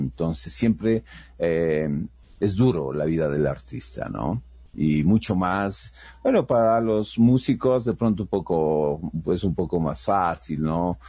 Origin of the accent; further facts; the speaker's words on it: Ecuador; como artista ecuatoriano, en cierta manera estás generando un patrimonio